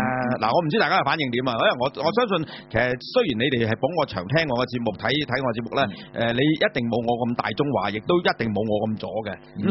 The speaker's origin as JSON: {"language": "Cantonese", "country": "China", "said": "咁我係大中華家嘛，咁我作為中國人嚟講"}